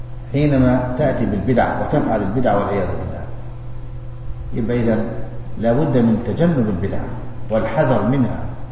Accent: Egypt; عندنا في مصر تعدي عشرات زيه

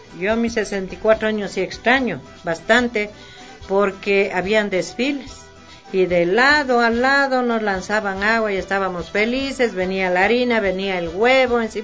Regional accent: Quito, Pichincha, Ecuador; yo me crié en mi barrio, salí de aquí del Girón, que se llama el barrio donde yo nací. A los 11 años yo me fui de aquí al Batán. Yo viví en la subida a Villavista. Bien. Yo me crié con las familias mejores de Quito, porque éramos los únicos pobres.

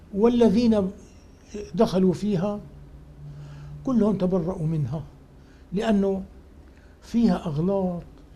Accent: Mayadin, Deir ez-Zor Governorate, Syria; لا، نحن شوام ميادنة حسينية.

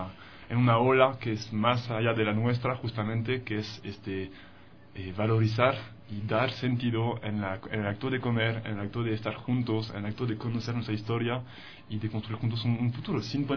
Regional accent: France; Spanish is a second language; Yo soy francés, son temas muy importantes para nosotros allá, la comida, el paladar son sagrados

